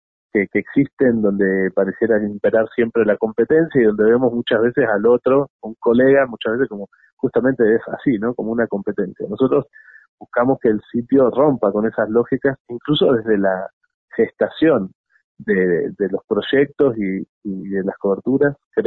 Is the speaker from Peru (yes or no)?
no; Bariloche, Río Negro, Argentina; Bariloche, que es mi ciudad natal. Yo soy nacido y criado allí y tengo, bueno, mi familia y gente muy querida por allá